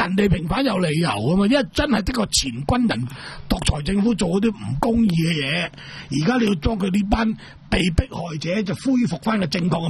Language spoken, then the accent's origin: Cantonese; Hong Kong; 我哋香港人